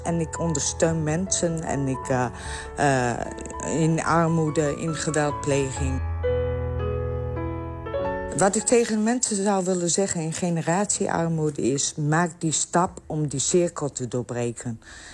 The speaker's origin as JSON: {"language": "Dutch", "town": "Borger", "region": "Drenthe", "country": "Netherlands", "said": "ik kom uit Borgen, Drenthe."}